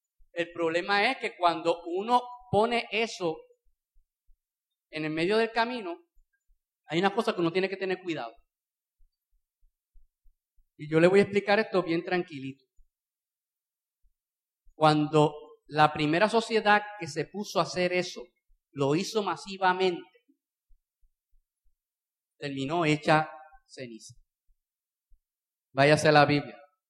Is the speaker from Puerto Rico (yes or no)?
yes; Bayamón, Puerto Rico; Yo no sé cómo ha sido por Arecibo, yo soy de Bayamón, aquello es un asador.